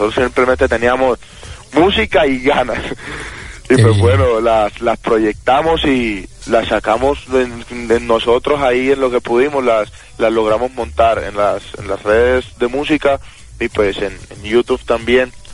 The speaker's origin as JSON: {"language": "Spanish", "town": "Montería", "region": "Córdoba", "country": "Colombia", "said": "Yo soy de Montería."}